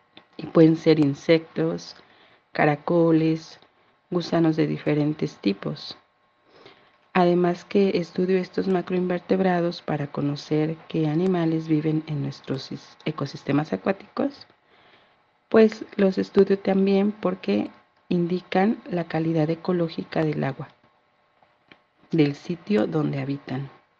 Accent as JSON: {"language": "Spanish", "region": "Oaxaca", "country": "Mexico", "said": "tengo 39 años y soy oaxaqueña."}